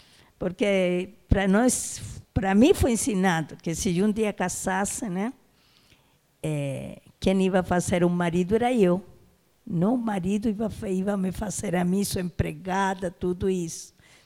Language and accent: Portuguese; Chile; Portuguese is a second language; now in Brazil; eu sou brasileira, sou chilena, né? Cheguei aqui no ano de 1960, né? E eu vim com outras colegas, né, em busca de coisas melhores que não tínhamos no nosso país, né?